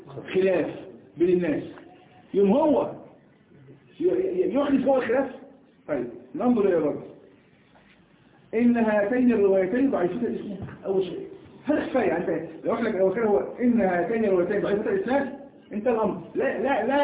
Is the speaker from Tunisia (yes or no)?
no; Egypt; نحن كمصريين لا نخرج اللسان عمق الله وعندنا ايضا كمصريين لا نقول بالجيم جاء